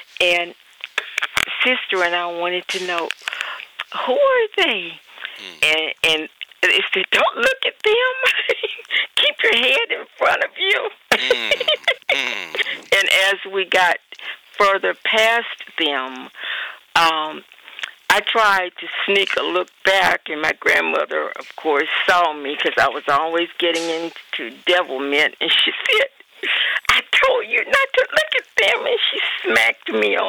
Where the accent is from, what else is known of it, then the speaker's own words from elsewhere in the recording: Rock Hill, South Carolina, United States; I grew up in Rock Hill. In fact, I still live in the same home that I grew up in.